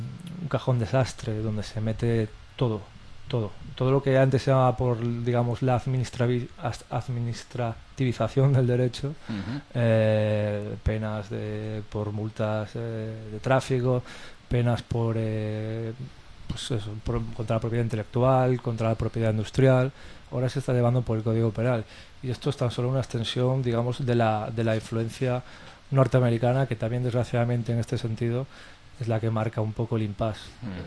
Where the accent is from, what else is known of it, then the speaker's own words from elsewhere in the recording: A Coruña, Galicia, Spain; Bueno, como gallego y coruñés del Prestige